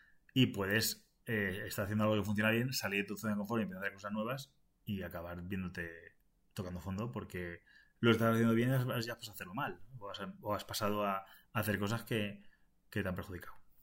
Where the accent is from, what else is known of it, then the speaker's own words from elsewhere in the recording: Valencian Community, Spain; also born or lived in Asturias / Madrid; Porque yo soy español nada más. Y soy español. Y es verdad que dentro de lo que es España, pues he vivido en varias zonas de España. Me he movido relativamente, ¿no? He estado en Valencia originalmente.